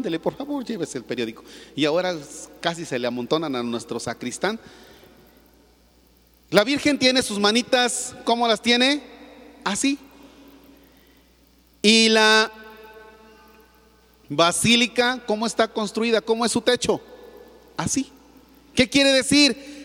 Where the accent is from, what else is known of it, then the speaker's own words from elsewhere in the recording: Mexico; muchos que en estos días andamos en la peregrinación, no necesariamente estamos siendo buenos mexicanos.